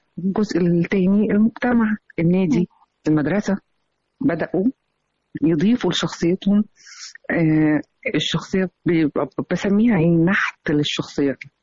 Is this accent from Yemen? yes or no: no; Egypt; أنا بقول أنا مصرية في كل مكان.